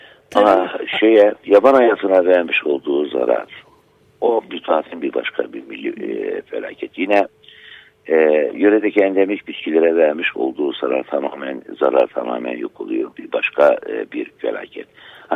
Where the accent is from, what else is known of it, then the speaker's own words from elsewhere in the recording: Artvin, Turkey; Benim köyüm Derneği Barajı suları altında kaldı. O Artvin'in kültürünü oluşturan köylerden bir tanesiydi.